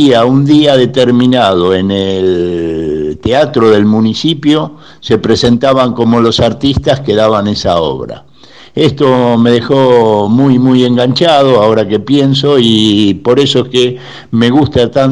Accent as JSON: {"language": "Spanish", "region": "Buenos Aires", "country": "Argentina", "said": "soy de Caballito."}